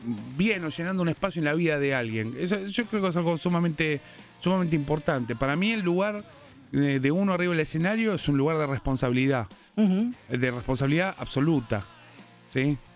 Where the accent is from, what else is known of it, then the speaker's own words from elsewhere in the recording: Argentina; a pesar que ellos son alemanes y nosotros somos argentinos.